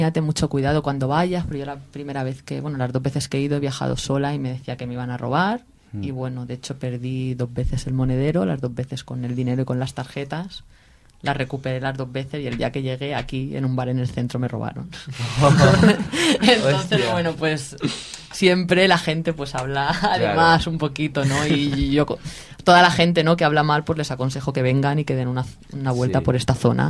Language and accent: Spanish; Alicante, Valencian Community, Spain; Yo los conozco de toda la vida porque yo soy de Alicante de toda la vida.